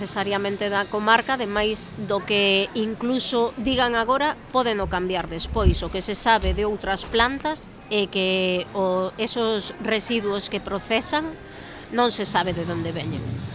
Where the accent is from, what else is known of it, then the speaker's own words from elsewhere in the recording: Xunqueira, Galicia, Spain; born there; Eu vivo cerca, nacín en Xunqueira, quérolle ao sitio